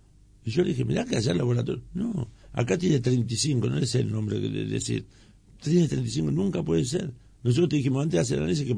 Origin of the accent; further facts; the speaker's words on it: Moreno, Buenos Aires Province, Argentina; Yo hace 40 años que vivo en Moreno. Prácticamente nací en Moreno. Mi viejo compró en el año 67 un terrenito acá.